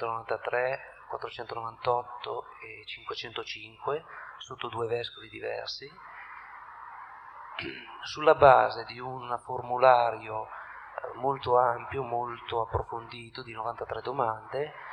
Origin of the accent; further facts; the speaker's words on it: Tortona, Piedmont, Italy; vengo da Tortona.